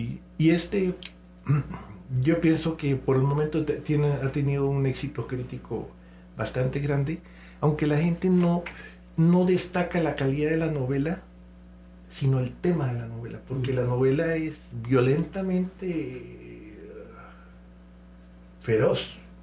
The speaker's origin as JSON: {"language": "Spanish", "country": "Colombia", "lives_now": "Mexico", "said": "Yo me siento muy, muy colombiano, pero cada vez más mexicano."}